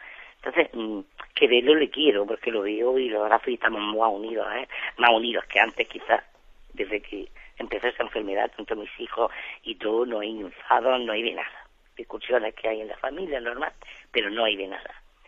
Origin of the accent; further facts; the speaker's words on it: Almería, Andalusia, Spain; Soy de Almería